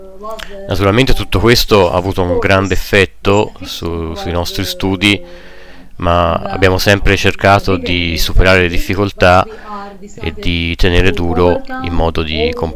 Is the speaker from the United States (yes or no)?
no; Tulkarem, West Bank, Palestine; Io sono di Tulkarem, che normalmente è a una distanza di non più di 25 minuti in macchina